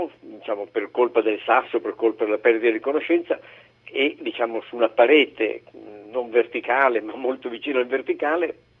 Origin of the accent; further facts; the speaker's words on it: Bologna, Emilia-Romagna, Italy; also born or lived in Milan / Ivrea / Geneva / Veneto; Io sono un bolognese, poi sono stato un po' in giro per il mondo, sono stato a Ivrea un po' di anni, a Ginevra, e poi sono tornato a Bologna. Poi sono nato a Milano, sono stato nel Veneto